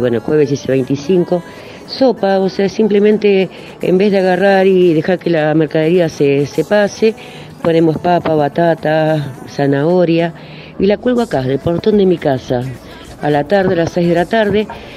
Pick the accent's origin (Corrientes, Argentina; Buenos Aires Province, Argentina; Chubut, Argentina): Buenos Aires Province, Argentina; Berazategui; Yo tengo una pequeña verdulería, soy de Brazategui